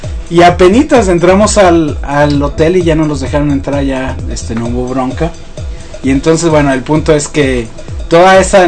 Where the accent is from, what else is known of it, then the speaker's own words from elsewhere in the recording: Mexico; Pero siendo mexicanos, siendo como somos